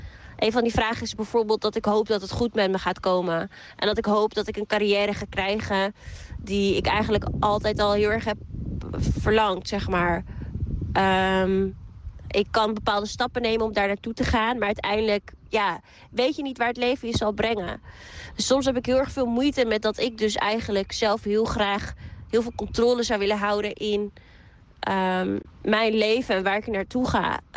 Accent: Amsterdam, North Holland, Netherlands; Ik ben 25 jaar en ik kom uit Amsterdam.

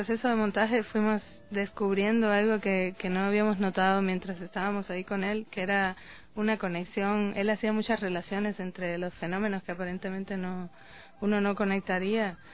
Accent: Cuba; yo soy cubana, estudié en Cuba la licenciatura y también estudié en la Escuela de San Antonio de los Baños

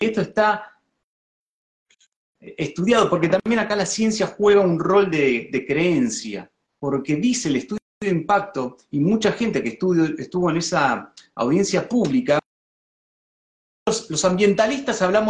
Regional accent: Tierra del Fuego, Argentina; como argentino y como fueguino, le digo, no tenemos ningún observador arriba de ese barco.

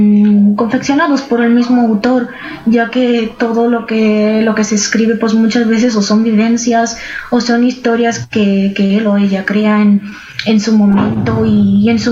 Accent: Romania; first language Romanian; Spanish is a second language; now in Spain; el rumano, que es mi lengua materna. Yo vivo en España, pero soy de origen de Rumanía.

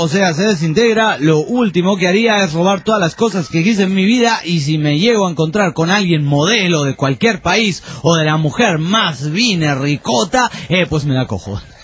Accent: Argentina; soy de Argentina

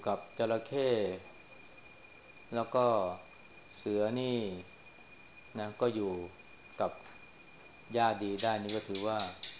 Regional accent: Chaiyaphum, Thailand; เราเป็นคนชัยภูมินี่ก็ต้องรู้จักท้องถิ่นของเรา

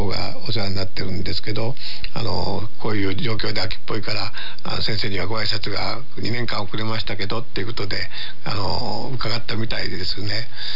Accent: Okayama, Japan; お前は どこの出身だって言うから岡山ですって言ったら、岡山には … 多いのかって言われて

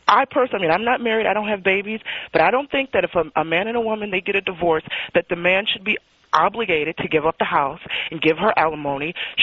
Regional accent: United States; I don't blame you, okay? I'm American.

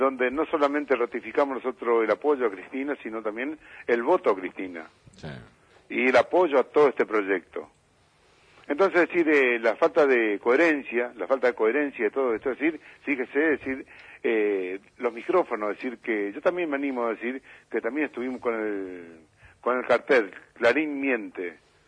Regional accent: Argentina; Y yo creo que la gran responsabilidad como argentino, no solamente como dirigente

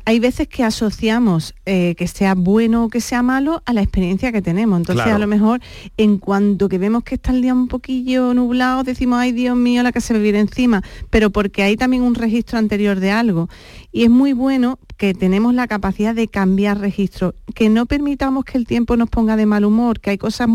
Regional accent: Andalusia, Spain; Somos andaluces, tenemos un montón de virtudes

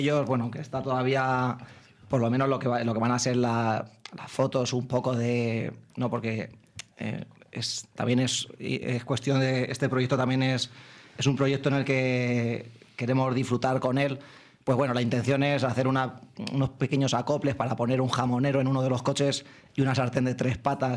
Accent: Quintanar del Rey, Castilla-La Mancha, Spain; somos todos manchegos de Albacete y de Cuenca, concretamente de Quintanar del Rey

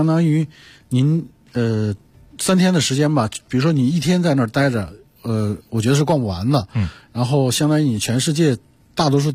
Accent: Beijing, China

